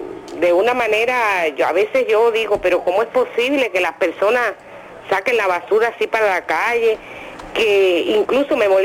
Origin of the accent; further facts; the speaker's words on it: Villa Clara, Cuba; now in Sancti Spíritus, Cuba; Yo soy de Villa Clara, lo que pasa es que hace 37 años tomé agua del Yayago y ya me considero una espirituana.